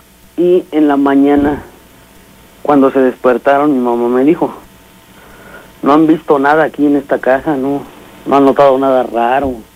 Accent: Veracruz, Mexico; Y te digo que somos originarios de Veracruz, ¿no?

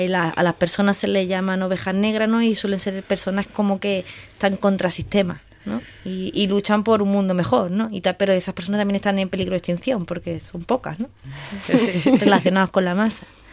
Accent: Marbella, Andalusia, Spain; yo soy de ciudad, o sea, yo soy de Marbella, entonces yo de ovejas no tenía ni idea.

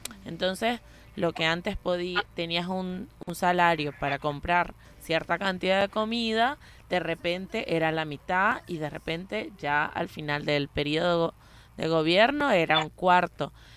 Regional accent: Venezuela; now in Buenos Aires, Argentina; soy venezolana y estoy residenciada, vivo en Argentina, en Buenos Aires.

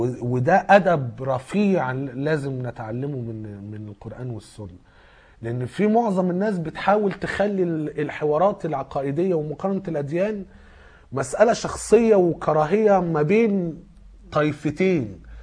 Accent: Egypt; عندنا في مصر

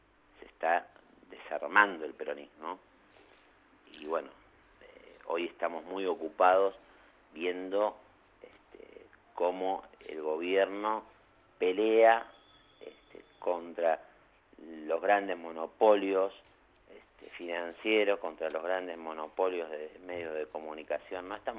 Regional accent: Parque Patricios, Buenos Aires, Argentina; Yo nací, milité, me crié en Parque Patricios.

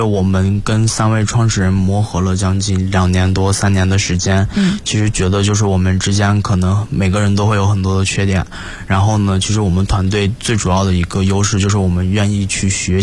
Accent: Inner Mongolia, China; 我自己来自于内蒙古，其实内蒙古的教育一直是处于一个

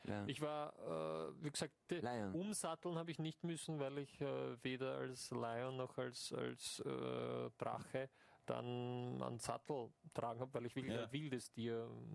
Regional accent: Ireland; Aus Irland.

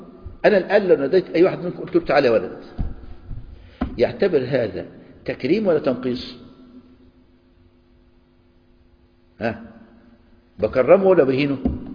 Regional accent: Egypt; يعني تعلموا الفول عندنا في مصر يطلع يقول لك احنا اللي اخترعنا الفول والطعمية

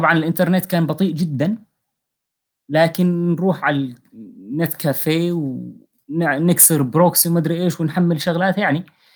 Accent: Syria; حتى مثلا نحن عندنا بسوريا

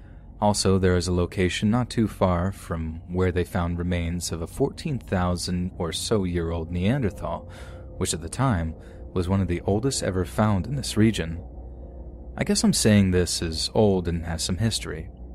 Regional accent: Texas, United States; her son and I all moved to an area close to where I grew up in Central Texas.

